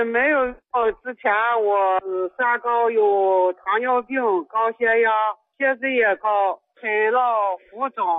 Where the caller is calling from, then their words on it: Weinan, Shaanxi, China; 我家是陕西渭南的。